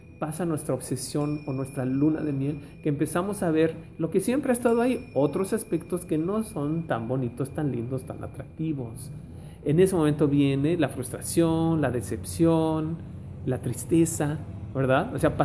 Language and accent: Spanish; Mexico City, Mexico; los que venimos del DF sufrimos algo terrible en el 85